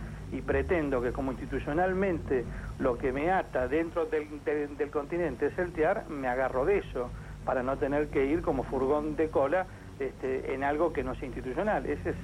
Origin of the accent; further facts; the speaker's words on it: Argentina; las naciones como la Argentina, de desarrollo relativo, tenemos que hacer todo lo posible para preservar que esa injerencia no se extienda. Empezando, obviamente, por nuestro propio país.